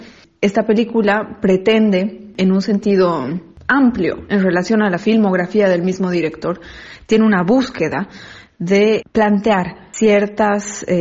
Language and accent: Spanish; Bolivia; como espectadores bolivianos podemos sentir que es un síntoma de una especie de progreso en el cine boliviano